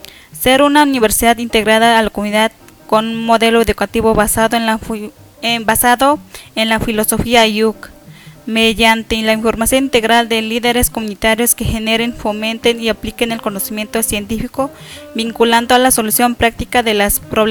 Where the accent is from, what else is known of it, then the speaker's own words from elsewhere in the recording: Tamazulapan, Oaxaca, Mexico; de donde soy, de Tamazulapan